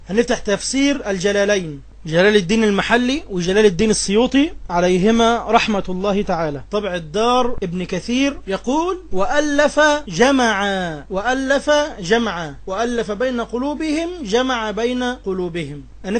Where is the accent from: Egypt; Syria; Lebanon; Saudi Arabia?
Egypt; اللي بيدرس في المدارس عندنا في مصر